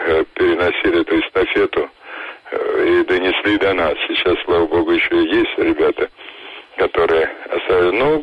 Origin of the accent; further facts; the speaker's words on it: Moscow, Russia; Я родился и вырос в Москве, рядом с Большим театром.